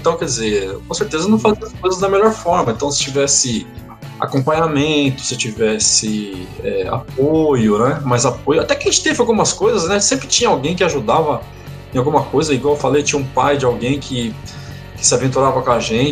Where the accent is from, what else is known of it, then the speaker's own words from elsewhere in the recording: Umuarama, Paraná, Brazil; Com criança, eu morava no interior. Eu sou paranaense, né? Eu morava no interior do Paraná, lá em Moarama. Uhum. E a cidade assim, com 100, 130 mil habitantes.